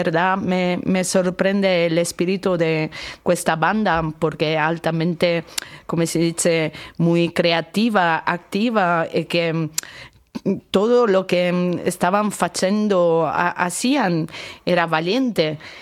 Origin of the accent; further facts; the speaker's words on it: Italy; Spanish is a second language; now in Düsseldorf, Germany; No, estudio en Düsseldorf, pero soy originaria italiana.